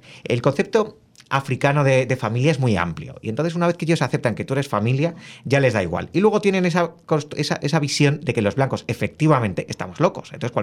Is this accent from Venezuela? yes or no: no; Spain; Y a mí lo que me pasó al llegar a Guinea, como español, es que por un lado me sentí en casa